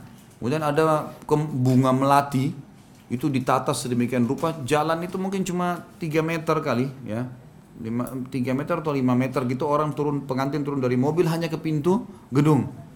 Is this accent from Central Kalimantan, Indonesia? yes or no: no; Makassar, South Sulawesi, Indonesia; Saya orang Makassar.